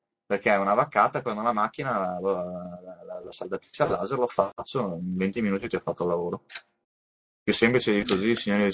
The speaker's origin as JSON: {"language": "Italian", "town": "Padua", "region": "Veneto", "country": "Italy", "said": "Io sono di Padova, e ho la possibilità comunque di muovermi nell'hinterland, nella zona al massimo del Trevigiano."}